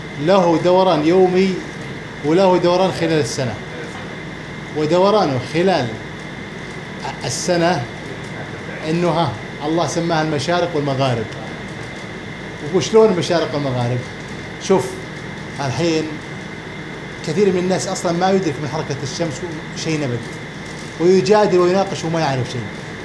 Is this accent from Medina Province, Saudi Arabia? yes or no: no; Al-Qassim, Saudi Arabia; فالمثل الشعبي عندنا في للحسابين عندنا في القصيم